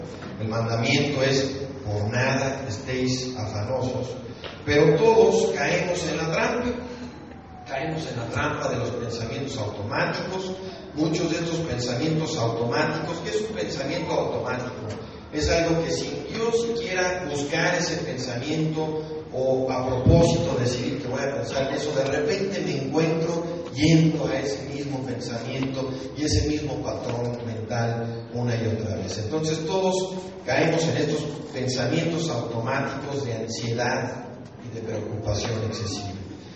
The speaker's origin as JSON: {"language": "Spanish", "region": "Oklahoma", "country": "United States", "said": "Yo propiamente soy de Oklahoma, de Estados Unidos"}